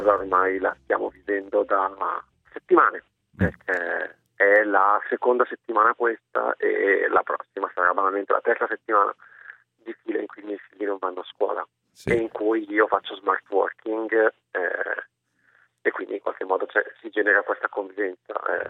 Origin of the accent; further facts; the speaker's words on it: Lodi, Lombardy, Italy; Buongiorno, ma io sono di Lodi.